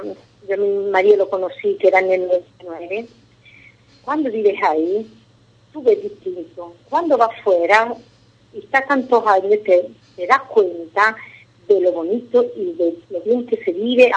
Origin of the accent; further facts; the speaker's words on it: Spain; moved away as an adult; now in Fiano, Italy; cuando yo voy a ir a España, hasta mi madre dice, es que te cambia todo, me cambia, porque mi tierra, donde yo nací, mi vida, mi por mucho que yo estoy muy bien aquí, que en Fiano estoy bien